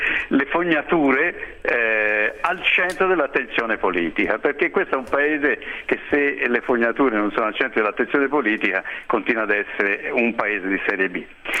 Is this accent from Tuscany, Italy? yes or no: yes; Florence, Tuscany, Italy; Io sono fiorentino, quindi lo so, la Toscana paga le tariffe più alte d'Italia